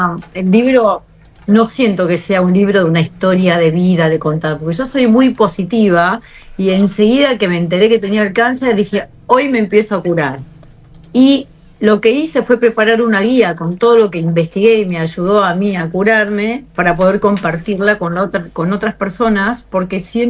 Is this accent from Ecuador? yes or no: no; Patagonia, Argentina; no sé si es porque soy de la Patagonia o qué